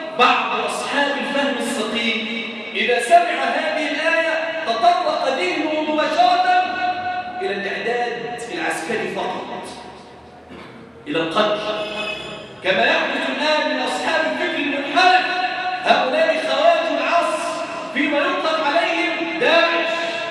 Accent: Damietta, Damietta Governorate, Egypt; اللهم اجعل بلادنا دمياط واحة للأمن والأمان

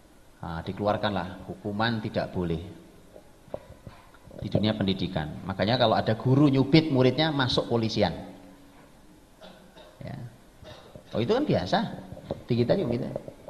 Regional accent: East Java, Indonesia; Para Kelut itu di daerah saya sana, Pak, di Jawa Timur sana.

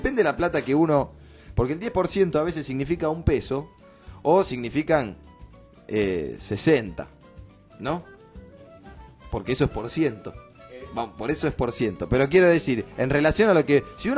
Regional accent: Connecticut, United States; born there; Spanish is a second language; porque yo, ya saben, nací en Connecticut y se me sigue mezclando el inglés

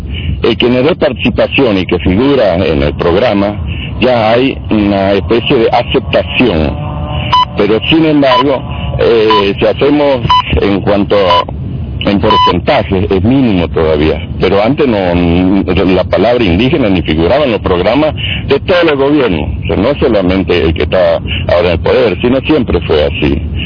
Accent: Argentina; Entonces, ahora que nosotros como argentinos defendamos lo que es nuestro

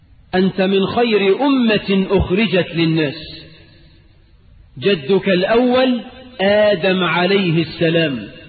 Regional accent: Egypt; اللهم اجعل بلدنا مصر آمنة مطمئنة

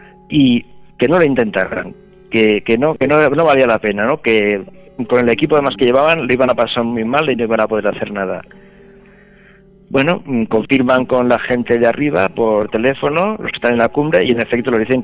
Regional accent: Alicante, Valencian Community, Spain; Decimos, no, nosotros somos también de Alicante, pero no somos los desaparecidos.

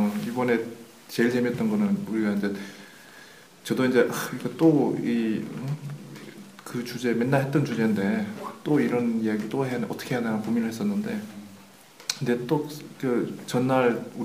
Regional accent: Germany; 구원은 88년도 중학교 때 받고 지금 쭉 독일에서 살아왔습니다. 저는 독일에서 태어났습니다.

